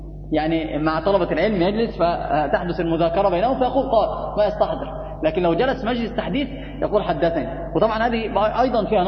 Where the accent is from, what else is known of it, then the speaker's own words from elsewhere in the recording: Egypt; يعني حتى عندنا في مصر لما أحد يخطأ